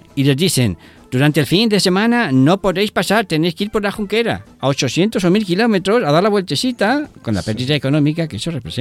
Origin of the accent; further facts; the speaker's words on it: Liverpool, North West England, United Kingdom; Spanish is a second language; soy británico. … soy de Liverpool, de la ciudad